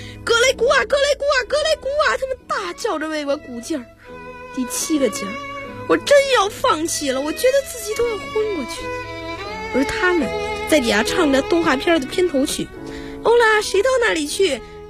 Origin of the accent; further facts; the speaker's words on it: Beijing, China; 我来自北京，我是一个学生。